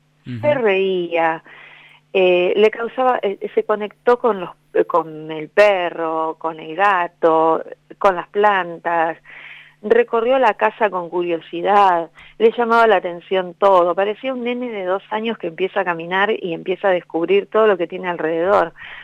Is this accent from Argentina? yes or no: yes; Buenos Aires, Argentina; yo soy de Buenos Aires y soy porteña, pero muy porteña. Soy de Parque Patricio, hincha Huracán, ¿entendés? Tengo el río acá en unas cuadras